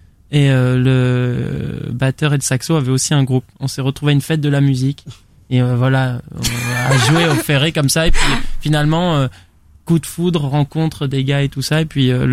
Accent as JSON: {"language": "French", "region": "Nouvelle-Aquitaine", "country": "France", "said": "Ah ben on vient du bassin d'Arcachon"}